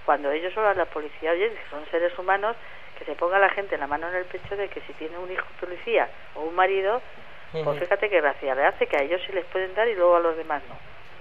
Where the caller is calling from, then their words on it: Madrid, Community of Madrid, Spain; Desde Madrid, de Garganta del Rey.